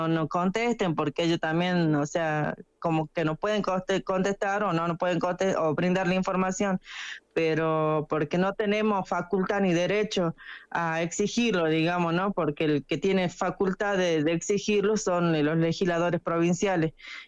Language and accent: Spanish; Cachi, Salta, Argentina; born there; yo soy nacida acá en Cachi, digamos, mi familia materna nació y vivió toda su vida al pie del Nevado, también somos productores